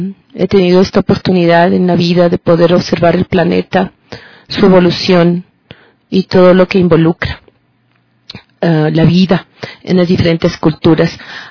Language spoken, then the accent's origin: Spanish; Ecuador; born there; also born or lived in United States; Soy una ciudadana ecuatoriana nacida en Atola y con unos padres trabajadores humildes